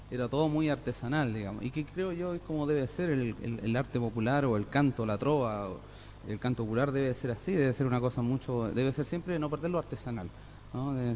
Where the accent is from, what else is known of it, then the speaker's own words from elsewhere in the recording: Iquique, Tarapacá, Chile; yo viajaba siempre 2 veces al año más o menos a mi ciudad natal, a Iquique.